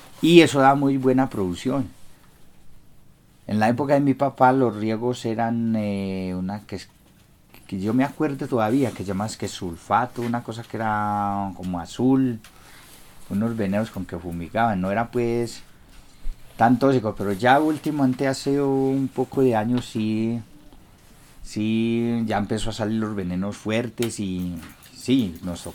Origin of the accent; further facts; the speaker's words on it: Guarne, Antioquia, Colombia; born there; No, nací en Guarne y en este momento cumplí los 50.